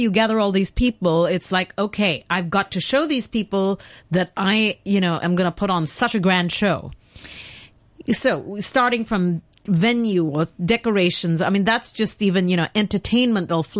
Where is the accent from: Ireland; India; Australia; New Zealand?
India; now in Hong Kong; For example, I'm from India.